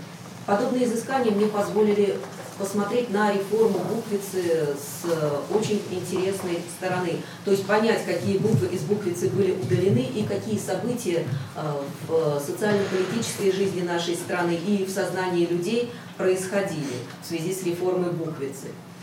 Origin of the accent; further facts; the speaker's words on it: Moscow, Russia; я из Москвы.